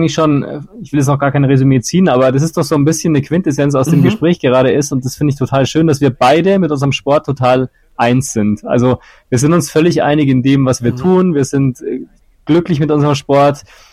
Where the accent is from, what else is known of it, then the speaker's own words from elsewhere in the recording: Munich, Bavaria, Germany; Also auch weil natürlich hier in München mehr geboten wird, was das angeht. Aber natürlich auch, weil ich hier halt trotzdem meine Heimat halt auch habe und ich ein grundsätzlich sehr heimatverbundener Mensch bin